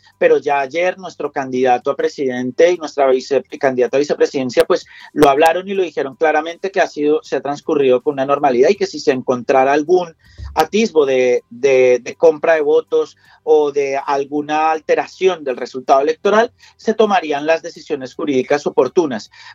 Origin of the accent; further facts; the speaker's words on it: Colombia; now in Spain; que como colombiano en una ejecutiva un partido valenciano